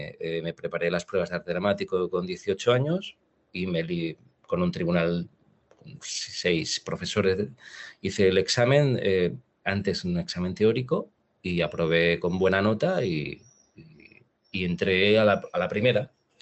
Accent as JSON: {"language": "Spanish", "town": "Valencia", "region": "Valencian Community", "country": "Spain", "lives_now": "Madrid, Spain", "said": "¿me quedo en Madrid o me voy a Valencia, a mi tierra?"}